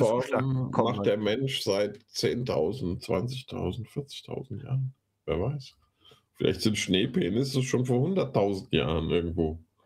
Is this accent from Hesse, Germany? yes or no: yes; Hesse, Germany; Da, wo ich aufgewachsen bin, das ist einer der schwärzesten Orte Hessens gewesen, irgendwie 60% und mehr CDU.